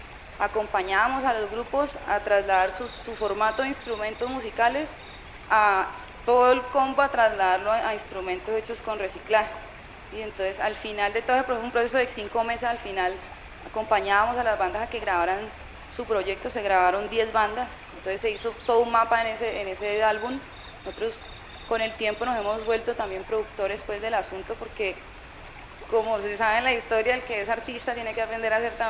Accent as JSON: {"language": "Spanish", "town": "Cali", "region": "Valle del Cauca", "country": "Colombia", "said": "soy de Cali."}